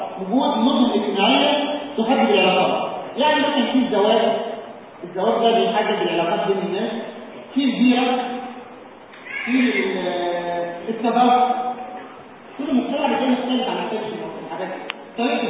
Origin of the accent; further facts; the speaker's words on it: Egypt; يا جماعه عندنا في مصر يقول لك استاذ ايه كويس.